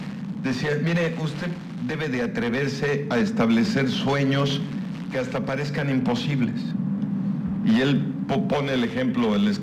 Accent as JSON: {"language": "Spanish", "country": "Mexico", "said": "somos mexicanos, y vivimos en Mérida"}